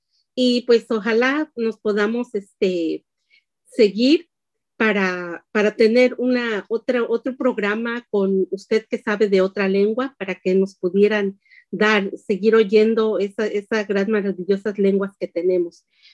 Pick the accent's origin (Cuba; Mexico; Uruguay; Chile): Mexico; pues yo también soy mexicana, ¿verdad?